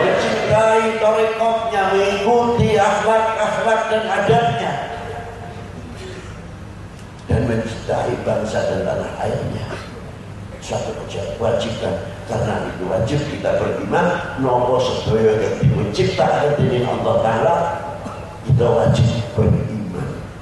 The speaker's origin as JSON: {"language": "Indonesian", "country": "Indonesia", "said": "Dari mana Bapak? Kebetulan dilahirkan di Indonesia."}